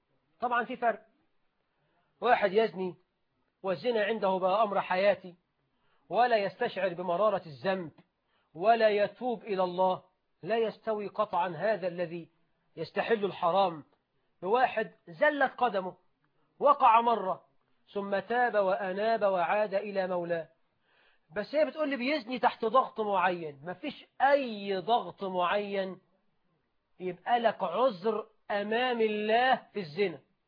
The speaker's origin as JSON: {"language": "Arabic", "country": "Egypt", "said": "عندنا في مصر 9 مليون عانس"}